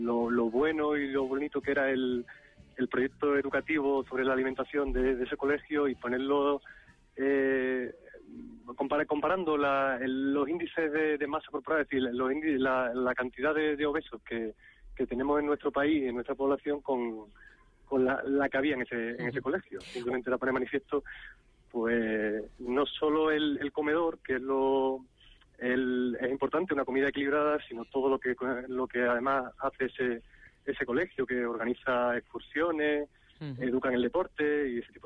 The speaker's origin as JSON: {"language": "Spanish", "town": "Cádiz", "region": "Andalusia", "country": "Spain", "said": "antes yo iba al colegio andando en Cádiz, que yo soy de Cádiz"}